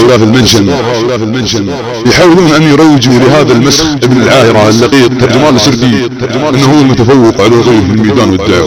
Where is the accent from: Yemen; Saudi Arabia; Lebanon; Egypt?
Saudi Arabia; وسنرى من يرغم انت من نحن سعوديين